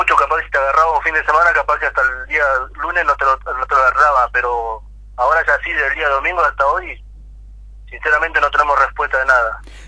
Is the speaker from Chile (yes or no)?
no; Argentina; pero yo, como soy argentino, yo tengo, todos tenemos derecho en la vida.